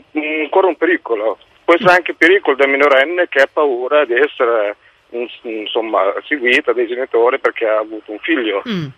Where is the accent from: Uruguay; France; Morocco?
Morocco; now in Italy; Io sono del Marocco.